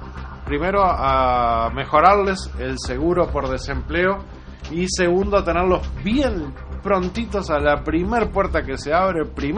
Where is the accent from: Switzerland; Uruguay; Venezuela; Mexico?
Uruguay; me traiciona a mí como uruguayo